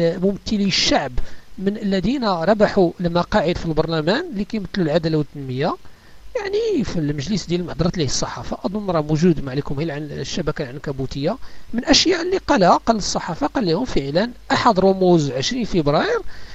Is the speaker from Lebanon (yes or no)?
no; Morocco; حنا كمغاربه حنا مسيحيين مغاربه